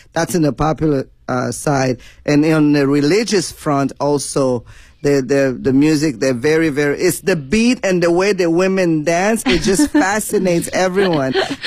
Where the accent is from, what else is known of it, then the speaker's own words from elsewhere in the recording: DR Congo; Congolese music. We still claim up to today to be number one in Africa in terms of music.